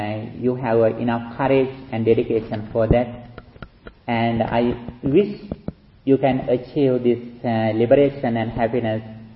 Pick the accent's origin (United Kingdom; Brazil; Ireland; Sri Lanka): Sri Lanka; now in United States; monk who is from Sri Lanka, although I am living in USA in these days. I have been living in California for 6 years, but I was born and raised in Sri Lanka.